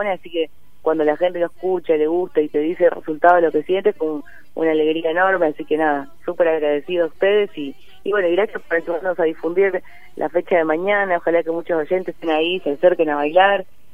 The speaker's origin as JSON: {"language": "Spanish", "region": "Buenos Aires", "country": "Argentina", "tie": "born or raised there", "said": "No, yo siempre me crié acá en Buenos Aires."}